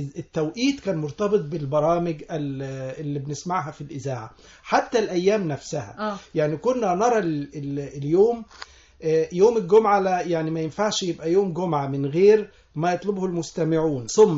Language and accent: Arabic; Sohag, Sohag Governorate, Egypt; أنا مولود في سوهاج في الصعيد، وهناك لم يكن في وسائل للترفيه او يعني للمعرفه، كان الراديو هو الرئيسي